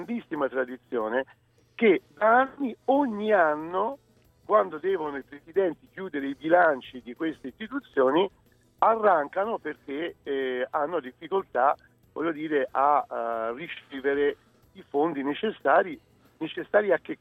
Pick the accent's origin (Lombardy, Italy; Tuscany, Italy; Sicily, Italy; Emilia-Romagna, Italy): Tuscany, Italy; Livorno; io sono livornese, quindi... in primis, scusate, metto la mia città che è Livorno